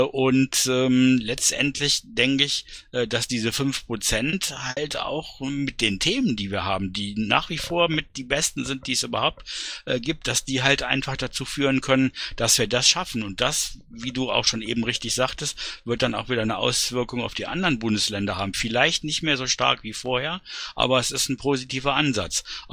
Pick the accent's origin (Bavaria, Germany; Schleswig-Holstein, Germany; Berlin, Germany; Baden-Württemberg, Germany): Berlin, Germany; Also ich kann dazu sagen, als Berliner, es ist sogar noch ein Stückchen positiver, als du es dargestellt hast.